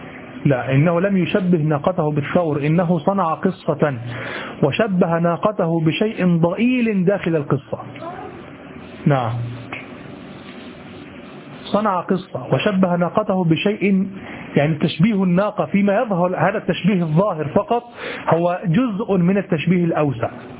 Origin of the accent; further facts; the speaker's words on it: Egypt; نحن كمصريين إذا رأينا الثور نقول هذا ظبي